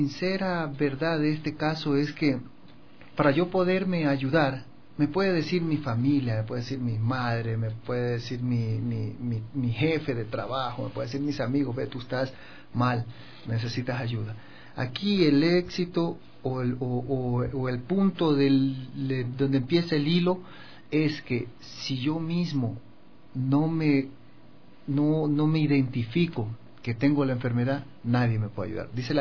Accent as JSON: {"language": "Spanish", "town": "Guayaquil", "region": "Guayas", "country": "Ecuador", "lives_now": "Quito, Ecuador", "said": "Yo soy de Guayaquil y en Guayaquil el promedio de consumo está de 11 años para arriba."}